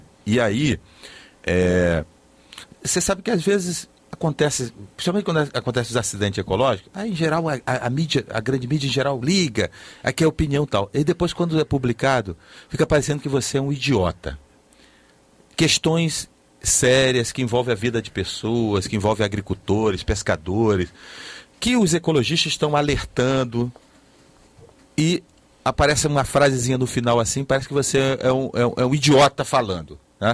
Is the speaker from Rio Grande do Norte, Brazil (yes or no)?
yes; Rio Grande do Norte, Brazil; Eu sou nordestino, sou lá do Rio Grande do Norte, sou potiguar, né?